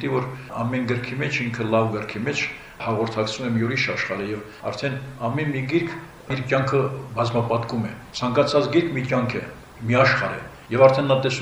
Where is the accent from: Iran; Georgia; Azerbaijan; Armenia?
Azerbaijan; Nagorno-Karabakh; առավել ևս ես որպես արցախցի խոսեմ նաև Արցախի այսպես պահով